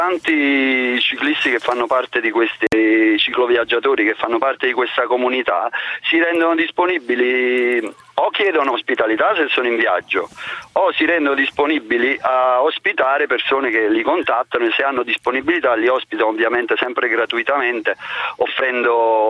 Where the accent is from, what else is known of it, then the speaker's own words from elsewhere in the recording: Naples, Campania, Italy; arrivando da napoletani